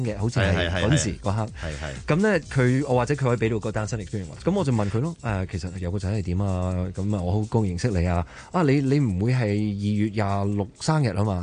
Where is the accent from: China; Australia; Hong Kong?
Australia; 特別我喺澳洲長大，有好多嘢真係未食過噶嘛